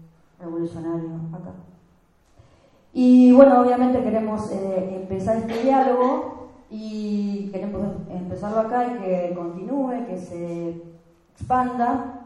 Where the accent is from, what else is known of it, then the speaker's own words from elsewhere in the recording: Rosario, Santa Fe, Argentina; En Rosario, o sea, somos rosarinas, tortas rosarinas.